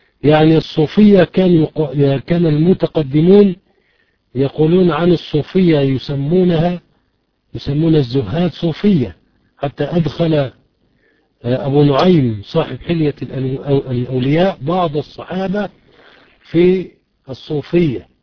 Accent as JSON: {"language": "Arabic", "country": "Egypt", "said": "وهي في الغالب عندنا في مصر تحتوي على الشرك"}